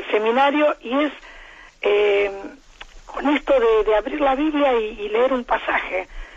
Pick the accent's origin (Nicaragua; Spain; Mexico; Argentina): Argentina; accent: Argentine; bueno, por mi acento usted ve que soy argentina